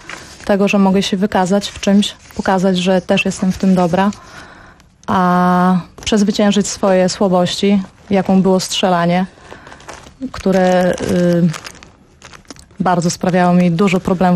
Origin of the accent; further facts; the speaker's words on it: Łomża, Podlaskie Voivodeship, Poland; Ja pochodzę z Łomży.